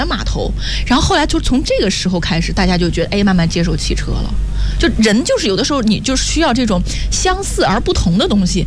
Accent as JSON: {"language": "Chinese", "region": "Xinjiang", "country": "China", "said": "我是新疆人"}